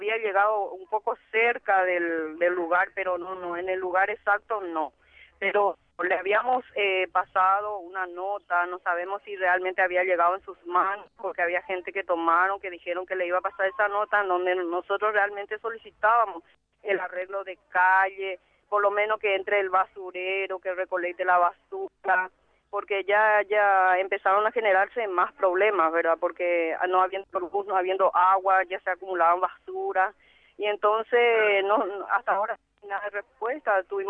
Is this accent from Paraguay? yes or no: yes; Paraguay; ya no somos todos paisanos, somos todos paraguayos.